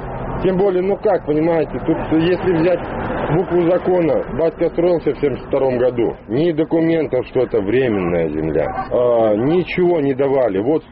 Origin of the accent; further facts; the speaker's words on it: Krasnodar, Krasnodar Krai, Russia; born there; В конце концов, я родился в Краснодаре.